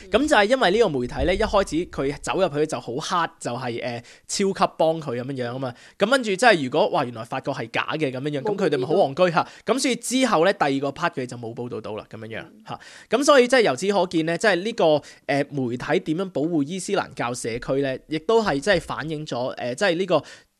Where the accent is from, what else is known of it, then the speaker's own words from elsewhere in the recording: China; now in Australia; 我哋中国人咧都冇乜所谓